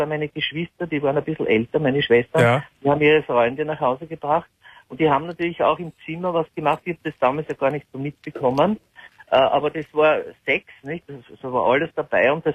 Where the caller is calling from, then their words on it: Lower Austria, Austria; Na, noch weiter, ich bin aus Niederösterreich.